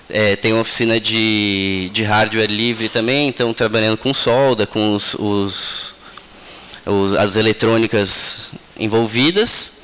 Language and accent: Portuguese; Ubatuba, São Paulo, Brazil; Eu fui criado em Ubatuba, minha infância, mas depois fui morar para fora e agora a gente está de volta em Ubatuba desde dezembro